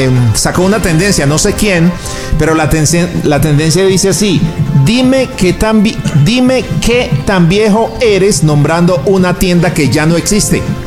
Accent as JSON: {"language": "Spanish", "town": "Medellín", "region": "Antioquia", "country": "Colombia", "said": "Yo me acuerdo que en Medellín, pues yo soy de Medellín"}